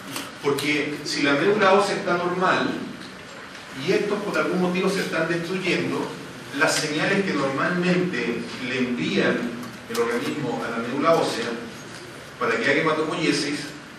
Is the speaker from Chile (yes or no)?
yes; Chile; no, yo soy chileno, ¿cómo voy a estar desmayando aquí?